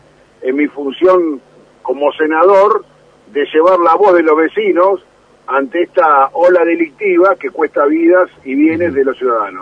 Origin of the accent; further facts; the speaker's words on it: Moreno, Buenos Aires Province, Argentina; No se olvide que yo soy nacido, criado en Moreno, mi familia lo mismo. Yo no soy un funcionario que vive alejado del distrito de Moreno